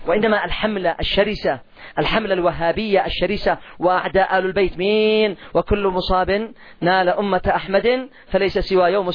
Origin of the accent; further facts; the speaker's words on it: Yemen; سعر الدقيق والقمح عندنا في اليمن ما تقلش عن 300 ريال